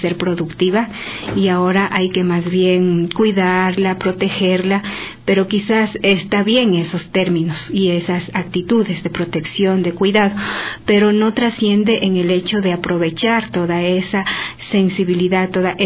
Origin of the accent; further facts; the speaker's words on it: Ecuador; como delegación ecuatoriana